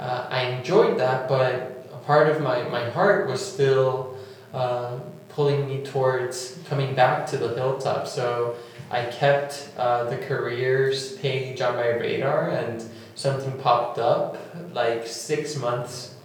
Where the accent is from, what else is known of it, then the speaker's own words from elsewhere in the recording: Tegucigalpa, Francisco Morazán, Honduras; also born or lived in Nicaragua; I'm originally from Nicaragua and Honduras. My parents are from Nicaragua. My father lives in Honduras, and I graduated high school in Tegucigalpa.